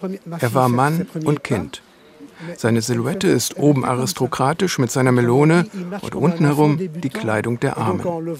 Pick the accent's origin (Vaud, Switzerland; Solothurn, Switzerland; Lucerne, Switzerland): Vaud, Switzerland; Ich komme aus der Region.